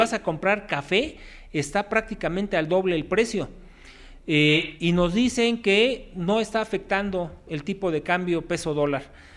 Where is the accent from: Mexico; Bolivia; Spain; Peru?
Mexico; ¿O tenemos el legítimo derecho como ciudadanos mexicanos de defender nuestra vida, nuestro patrimonio y la honra, como dice la legítima defensa?